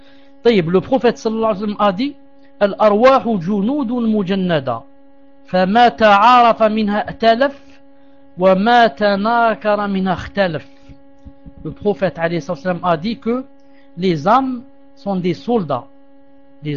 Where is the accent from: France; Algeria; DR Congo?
Algeria; On dit ça chez nous en Algérie.